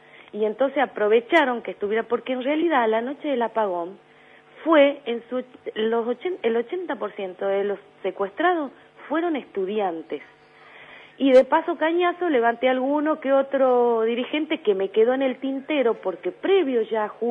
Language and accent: Spanish; Jujuy, Argentina; born there; mi papá era jujeño y nosotras nacimos en Jujuy, mi hermana melliza y yo.